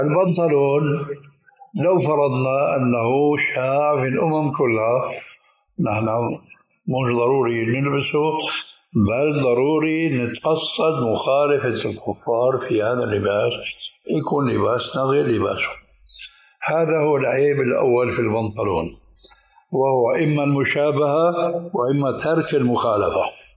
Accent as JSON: {"language": "Arabic", "country": "Syria", "said": "كانوا عندنا في الشام يسمونها بالبنطلون الإفرنجي"}